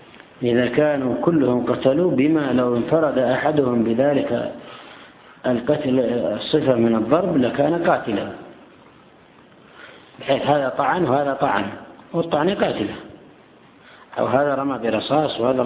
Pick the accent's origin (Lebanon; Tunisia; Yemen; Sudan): Yemen; وهم الآن يعملون حيلة في بعض الأماكن عندنا في اليمن